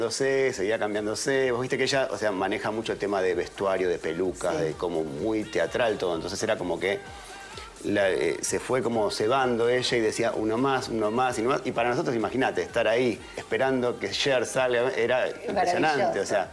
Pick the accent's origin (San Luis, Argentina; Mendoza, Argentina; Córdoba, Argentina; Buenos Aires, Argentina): Buenos Aires, Argentina; nosotros, bueno, somos de Argentina, de Buenos Aires